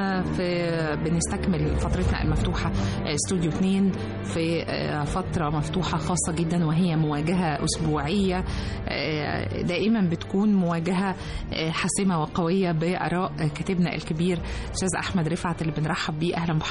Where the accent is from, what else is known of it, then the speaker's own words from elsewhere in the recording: Egypt; بندفع كمصريين الجهود الحثيثة جدا للتوصل لحل سلمي للأزمة